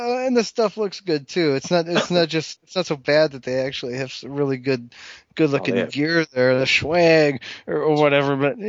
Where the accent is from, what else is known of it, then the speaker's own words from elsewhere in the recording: Midwest, United States; also born or lived in Northern Illinois; I grew up in the Midwest, and I was actually a Royals fan first.